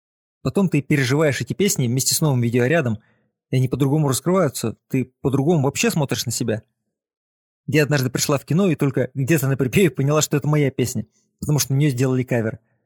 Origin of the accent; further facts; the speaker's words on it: Chausy, Mogilev Region, Belarus; Я, белорус из маленького городка Чаусы, влияю на язык